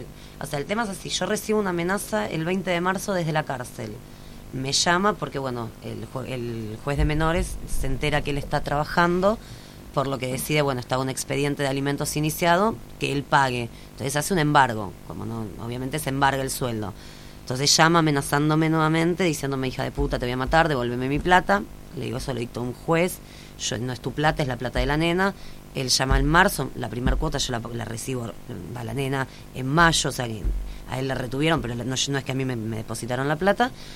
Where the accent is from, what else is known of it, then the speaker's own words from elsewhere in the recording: Buenos Aires, Argentina; Bueno, yo soy de Capital Federal.